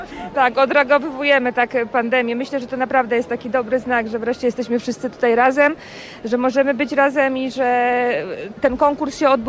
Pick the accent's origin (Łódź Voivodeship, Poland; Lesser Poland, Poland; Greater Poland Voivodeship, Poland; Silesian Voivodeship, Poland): Łódź Voivodeship, Poland; Łódź; my jesteśmy w ogóle z Łodzi i musimy już wracać